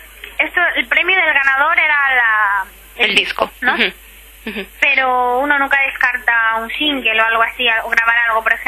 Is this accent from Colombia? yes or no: no; Catalonia, Spain; aquí hay mucha gente en mi situación, ¿no? Llevamos aquí toda la vida, ¿no? Y todos mis recuerdos, toda mi infancia, toda mi adolescencia está aquí, mis amigos, mi vida, mi colegio.